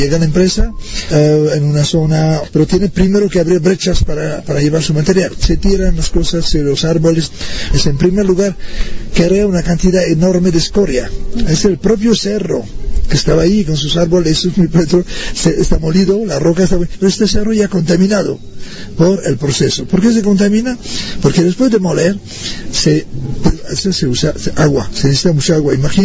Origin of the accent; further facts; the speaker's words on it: Canada; tengo 72 años, vengo de Canadá y soy profesor de antropología jubilado.